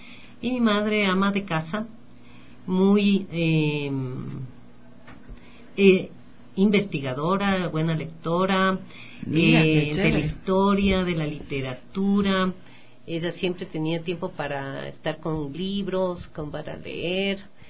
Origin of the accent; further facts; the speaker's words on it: Quito, Pichincha, Ecuador; born there; Bueno, yo nací en Quito. Mi padre es quiteño, mi madre es mochana, o sea, de la provincia de Tungurahua, de ahí del pie del Carihuairazo y del Chimborazo.